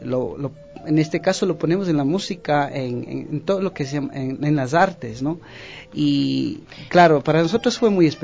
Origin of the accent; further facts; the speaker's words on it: Ecuador; teníamos esa oportunidad nosotros como ecuatorianos, pero más que todo como indígenas del sur.